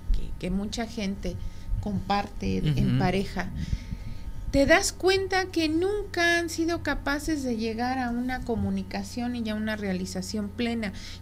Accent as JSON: {"language": "Spanish", "country": "Mexico", "said": "gracias a nuestra cultura y ya nuestra manera de ser ideológica y formal como mexicanos"}